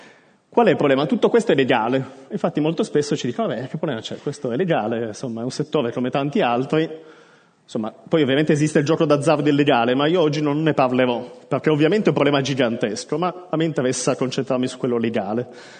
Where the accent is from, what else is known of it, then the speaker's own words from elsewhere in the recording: Turin, Piedmont, Italy; sono di Torino, come si sente dall'accento